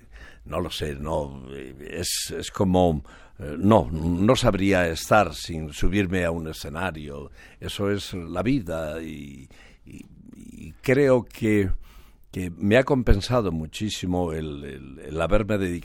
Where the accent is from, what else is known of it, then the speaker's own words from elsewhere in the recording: Spain; en realidad yo soy español. Por los cuatro costados